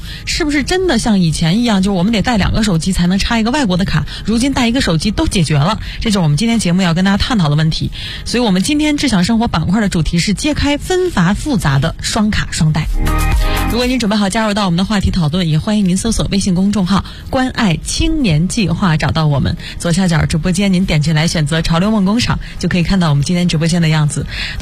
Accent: China; 我们中国人就比较喜欢这个颜色。

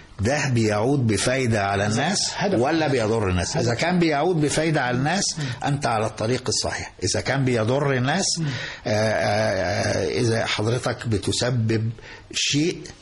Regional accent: Egypt; إحنا شرف كبير جدا لينا إن إحنا مصريين

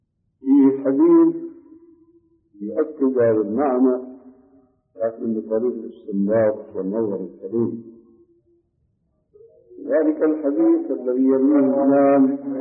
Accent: Saudi Arabia; الصوت معروف يسمى بالكرباج عندنا في السعودية

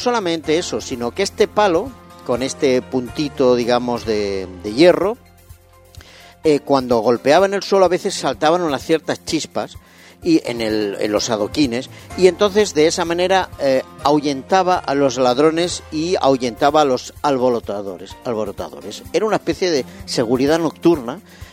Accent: Barcelona, Catalonia, Spain; Ah, los he visto cuando era pequeño en Barcelona.

